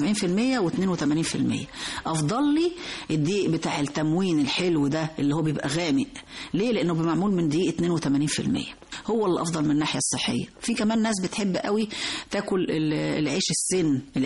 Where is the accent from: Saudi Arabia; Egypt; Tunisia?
Egypt; طبعا احنا معظمنا كمصريين بنفضل قوي الرغيف الأبيض